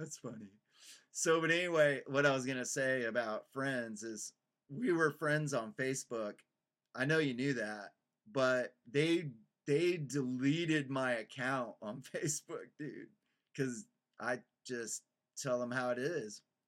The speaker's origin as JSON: {"language": "English", "region": "Texas", "country": "United States", "said": "Like, we're from Texas, you know?"}